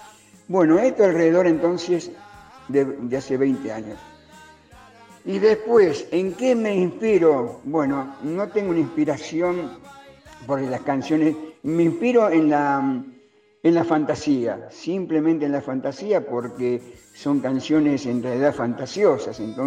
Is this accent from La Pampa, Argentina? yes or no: no; Quilmes, Buenos Aires Province, Argentina; un íntimo amigo mío que nos criamos juntos, Danielito, allá en Quilmes, provincia de Buenos Aires